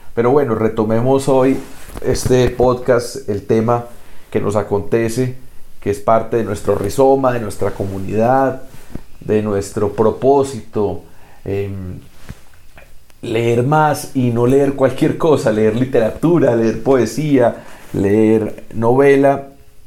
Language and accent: Spanish; Colombia; porque somos colombianos y colombianas, la mayoría